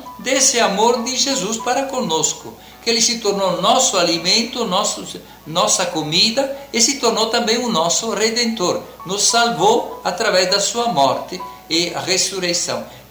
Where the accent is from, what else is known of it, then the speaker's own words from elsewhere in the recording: Italy; Portuguese is a second language; Em outros países, por exemplo, lá na minha terra, essa festa sumiu na quinta-feira e se celebra sempre no domingo seguinte.